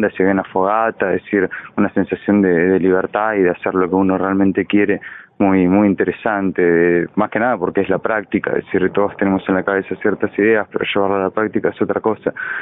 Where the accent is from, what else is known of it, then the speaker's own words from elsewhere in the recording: Garín, Buenos Aires Province, Argentina; Yo soy de Garín, Escobar está muy cerca de ahí